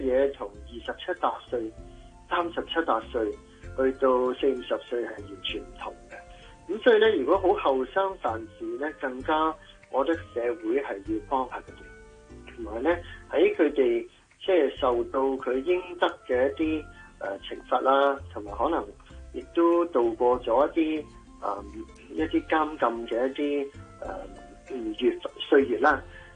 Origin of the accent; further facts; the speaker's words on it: Hong Kong; 因为香港我哋都喺香港土生土长呢